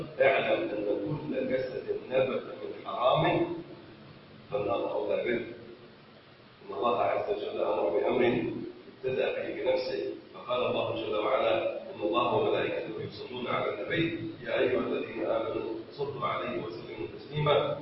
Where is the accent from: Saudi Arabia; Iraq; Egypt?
Egypt; اللهم ارفع عن بلدنا مصر الغلاء والبلاء والوباء.